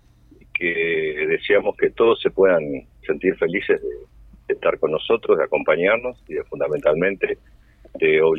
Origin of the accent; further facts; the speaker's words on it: Montevideo, Uruguay; born there; Yo nací en el Buceo, vi aquella famosa final.